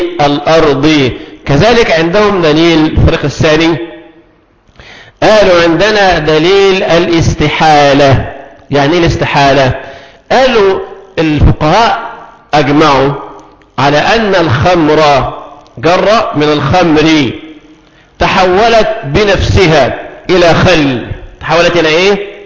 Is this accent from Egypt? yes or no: yes; Egypt; الماء عندنا في مصر سهل ويسير، تفتح الحنفيات نزل مية